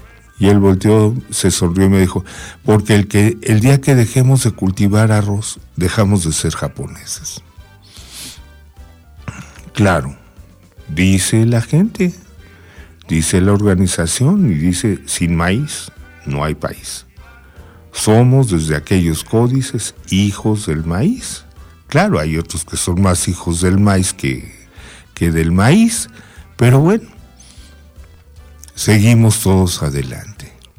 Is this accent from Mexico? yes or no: yes; Mexico; corresponde obviamente a la federación salvaguardar que sigamos siendo mexicanos.